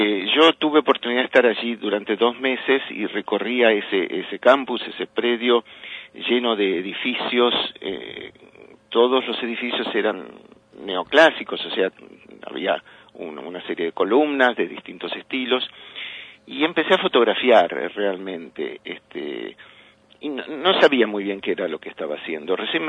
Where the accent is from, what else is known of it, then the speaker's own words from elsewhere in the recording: Buenos Aires, Argentina; born there; Bueno, nací en Anchorena, entre Tucumán y Celaya.